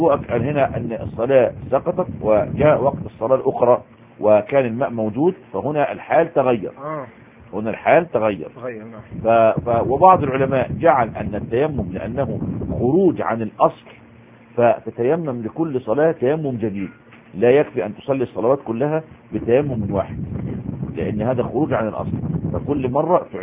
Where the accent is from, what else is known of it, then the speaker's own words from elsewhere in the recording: Egypt; مدفون عندنا في مصر مهندس